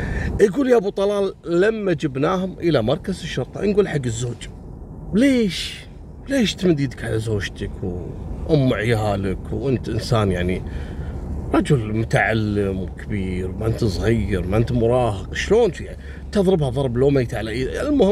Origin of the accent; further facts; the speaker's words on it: Kuwait; بداية عام 2002 عندنا في الكويت، في امرأة كويتية زوجها ضاربها